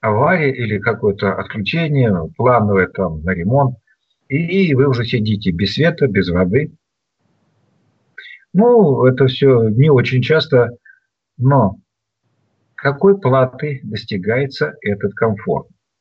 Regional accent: Vologda, Vologda Oblast, Russia; now in Moscow, Russia; Я когда приезжаю из Москвы в Вологду, тоже уже на вокзале, я дома. Уже так все знакомо. Подхожу к деревне, я дома.

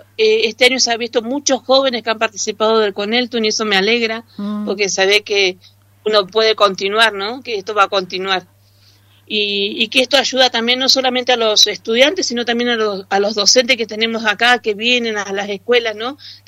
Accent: Villa Regina, Río Negro, Argentina; De Río Negro, del Alto Valle de Río Negro, Villa Regina. Vine con un proyecto de los salesianos como voluntaria y bueno, y me quedé.

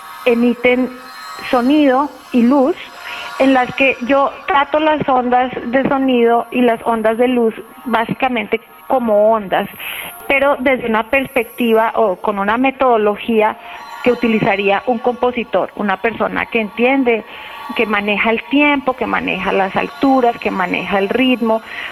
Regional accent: Colombia; soy colombiana.

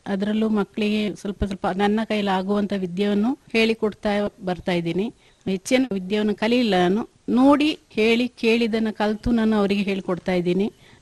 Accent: Neerkolli, Karnataka, India; ಮೊದಲಿದ್ದು ನೀರ್ಕೊಲ್ಲಿ, ಅಲ್ಲಿಂದ ಅಲ್ಲಿ ನಾವು ಪ್ರಾಪರ್ಟಿ ಸೇಲ್ ಮಾಡಿ ಮತ್ತೆ ನನ್ನ ಮದುವೆ ಆದ ಮೇಲೆ ನನ್ನ ಮಗಳು ಹುಟ್ಟಿದ ಮೇಲೆ ಬಿಳಿಗೇರಿ ಬಂದು ತಗೊಂಡಿದ್ದವರು

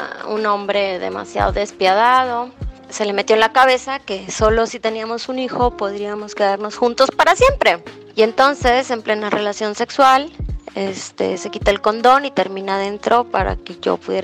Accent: Hermosillo, Sonora, Mexico; Soy de Hermosillo, Sonora.

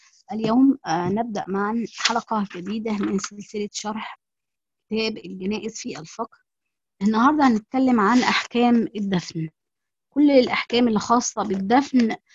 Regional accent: Egypt; يعني الطريقتين دول مش هما الطرق اللي احنا مثلا في مصر، يعني بما ان انا مصرية

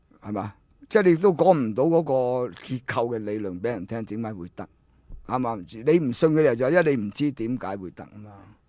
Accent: Hong Kong; 我香港人該死唔使病咁咪收

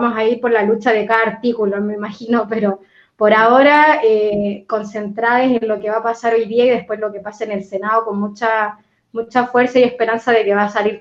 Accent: Chile; igual yo encima vengo de Chile, estoy mirando todo esto, vivo acá hace 6 años

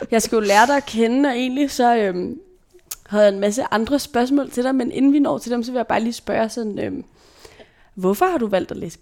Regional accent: Brøndby, Capital Region of Denmark, Denmark; du bor faktisk lidt i grænselandet mellem sådan Brøndby, hvor jeg er vokset op faktisk

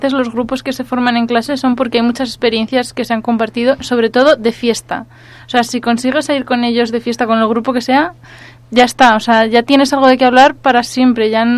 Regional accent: Spain; enseguida saben que somos españoles

